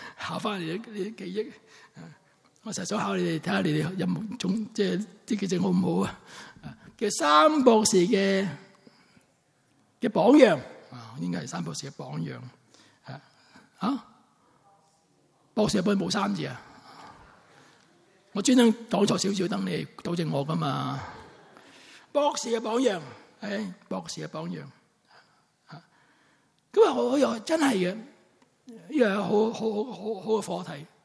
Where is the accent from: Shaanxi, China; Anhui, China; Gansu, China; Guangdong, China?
Guangdong, China; Sanshui; also born or lived in Zhaoqing; 我是肇庆出生的。肇庆为什么出名人的嘛